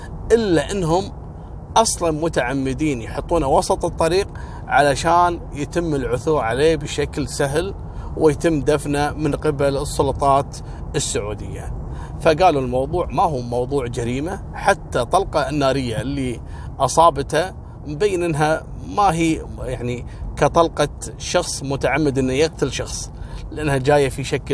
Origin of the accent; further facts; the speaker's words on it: Kuwait; وهذا نفس القصص اللي حصلت عندنا في الكويت في بيت السالمية